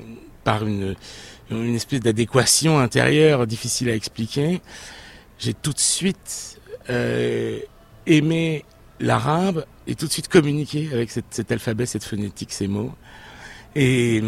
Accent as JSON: {"language": "French", "town": "Niort", "region": "Nouvelle-Aquitaine", "country": "France", "said": "Et je viens de l'ouest de la France, une petite ville qui s'appelle Niort, et dans laquelle rien ne me prédisposait ni au grand voyage, ni aux rencontres avec l'Orient arabe."}